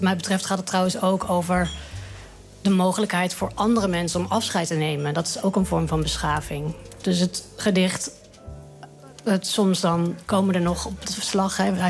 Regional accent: Apeldoorn, Gelderland, Netherlands; Hoewel de omgeving van Apeldoorn natuurlijk schitterend is.

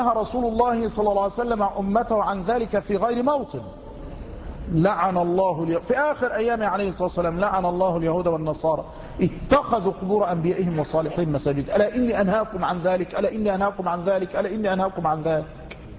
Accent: Tanta, Gharbia, Egypt; ما يكفي الصنم الأكبر الذي عندنا في طنطا، وليس عندنا يعني عند جيراننا في طنطا

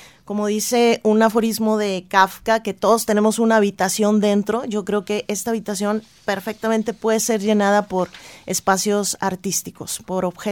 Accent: Mexico; permite la construcción de la identidad como mexicanos

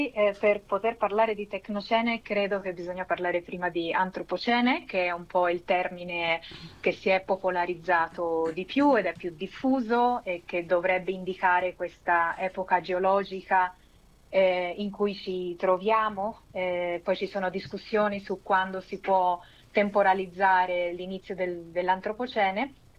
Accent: Mexico; io sono messicana, sono figlia di una messicana che è migrata in Italia, a Firenze, e che poi si è sposata con un italiano che è mio padre, e quindi ho la doppia cittadinanza

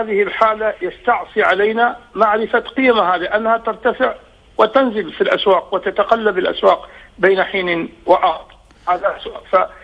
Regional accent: Oman; أنا رجل أعمال من عمان.

